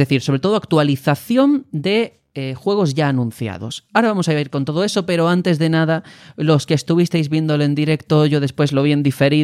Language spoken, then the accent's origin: Spanish; Andalusia, Spain; Y esta es mi tierra, señores, y se llama Andalucía.